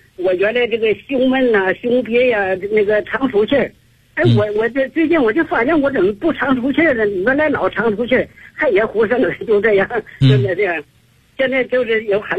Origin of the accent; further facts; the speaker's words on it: Beijing, China; 我是来自北京啊